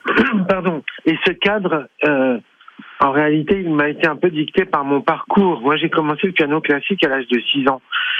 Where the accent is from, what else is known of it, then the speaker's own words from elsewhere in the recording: Lyon, Auvergne-Rhône-Alpes, France; J'allais au Hot Club de Lyon parce que je suis lyonnais.